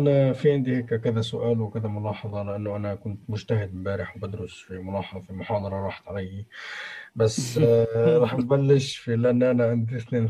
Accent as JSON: {"language": "Arabic", "country": "Palestine", "said": "حتى عندنا في فلسطين، ما بيكونش قادر"}